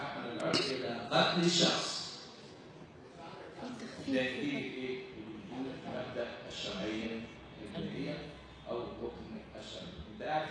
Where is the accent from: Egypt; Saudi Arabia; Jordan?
Egypt; لو إحنا ما شاء الله عندنا في مصر الأدوية بدون شركة